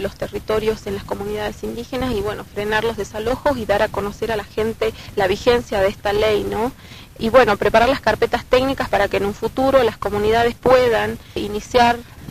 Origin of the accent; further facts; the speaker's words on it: Volcán, Jujuy, Argentina; pertenezco a la comunidad indígena, que es el pueblo de la comunidad Tilián, del pueblo de Volcán, y mi pueblo ha sufrido desalojos de los terratenientes, Bárcena